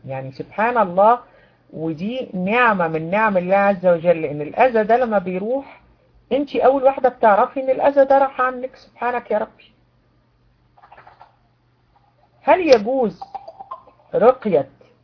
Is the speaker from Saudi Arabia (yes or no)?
no; Egypt; احنا عندنا في مصر بنقول نفس قصير، مش عارفة عندكم بيقولوها ايه